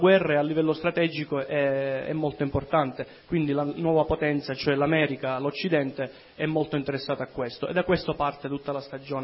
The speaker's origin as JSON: {"language": "Italian", "town": "Niscemi", "region": "Sicily", "country": "Italy", "said": "vengo dalla Sicilia, proprio da Niscemi"}